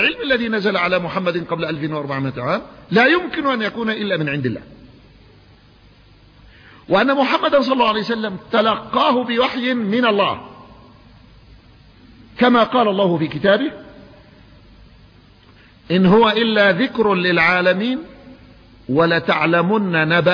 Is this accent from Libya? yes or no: no; Yemen; الماء ينزل في الصيف عندنا في اليمن يأتينا في الصيف في المطر